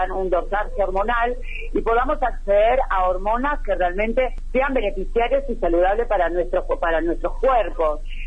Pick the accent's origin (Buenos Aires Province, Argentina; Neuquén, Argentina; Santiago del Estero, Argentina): Buenos Aires Province, Argentina; Lomas de Zamora; Yo soy de Lomas de Zamora, el barrio Ingeniero Busque, nací y criada en esta localidad.